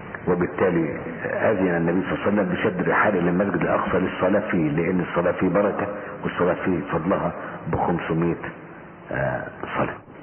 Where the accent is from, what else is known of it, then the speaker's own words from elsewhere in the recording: Egypt; زي الإرهاب اللي عندنا في مصر كده